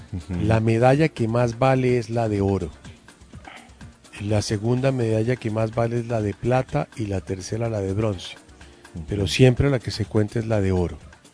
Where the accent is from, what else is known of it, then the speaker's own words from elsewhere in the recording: Bogotá, Colombia; Aquí yo soy bogotano.